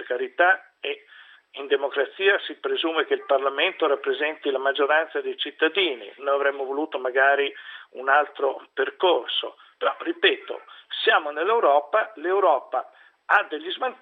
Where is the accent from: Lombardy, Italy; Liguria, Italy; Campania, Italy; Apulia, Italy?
Lombardy, Italy; io sono lombardo, la Lombardia è una regione che ha quasi 10 milioni di abitanti